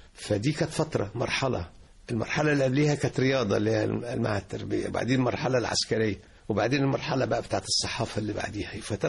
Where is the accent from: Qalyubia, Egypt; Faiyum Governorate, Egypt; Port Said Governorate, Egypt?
Qalyubia, Egypt; Al Qanatir al Khayriyya; also born or lived in Beheira; أنا تربيت في القناطر الخيرية برضو، أنا حكاية برضو خطوط متقاطعة. بلدنا أصلا محافظة الشرقية، إنما اتولدت في البحيرة لأن والدي كان الله يرحمه في الخاصة الملكية، فكنا بنتنقل من التفتيش. اتولدت في البحيرة، وأنا صغير بقى لنا القناطر الخيرية